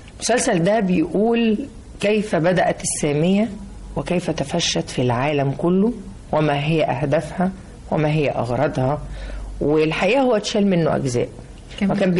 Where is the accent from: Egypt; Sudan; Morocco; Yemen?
Egypt; احنا ناس مصريين محافظين لحد دلوقتي على ريحة الكحك في العيد